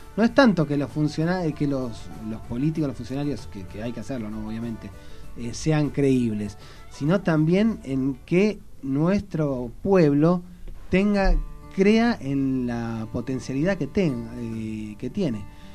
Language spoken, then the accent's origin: Spanish; Buenos Aires, Argentina; Nosotros somos ciudadanos de Buenos Aires, pero somos también ciudadanos del país.